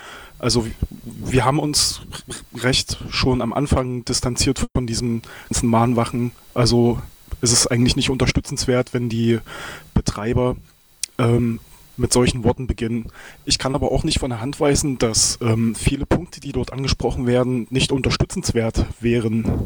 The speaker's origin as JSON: {"language": "German", "town": "Halle", "region": "Saxony-Anhalt", "country": "Germany", "said": "Ich komme aus Halle"}